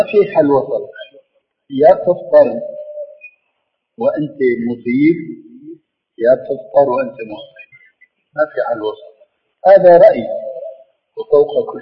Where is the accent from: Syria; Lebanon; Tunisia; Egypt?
Syria; Levant; كما يقولون عندنا في الشام